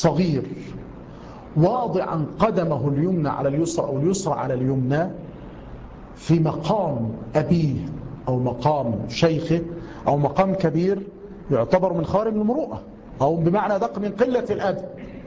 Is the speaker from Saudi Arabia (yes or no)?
no; Egypt; السفهاء عندنا في مصر